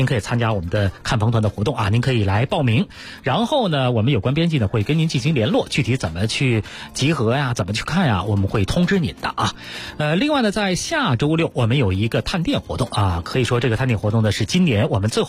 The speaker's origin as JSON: {"language": "Chinese", "region": "Beijing", "country": "China", "said": "尤其是我们北京人对那儿哈、老觉得原来是一个出煤的地方，"}